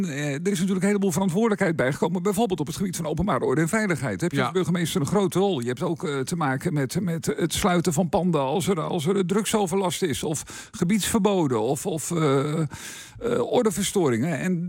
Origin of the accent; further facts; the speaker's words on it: Meerkerk, Utrecht, Netherlands; Ik kom oorspronkelijk uit Meerkerk, ook een van de dorpen in onze gemeente.